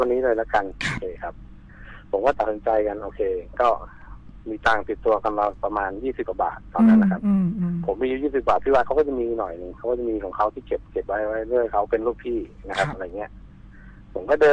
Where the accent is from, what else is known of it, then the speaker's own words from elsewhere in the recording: Chachoengsao, Thailand; ตอนนี้ผมอายุ35ปีครับผมเป็นคนฉะเชิงเทราโดยกำเนิดนะฮะ